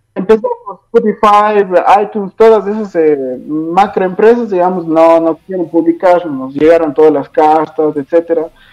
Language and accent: Spanish; Ecuador; somos de Ecuador y como todos saben, acá es tercer mundo, ¿no?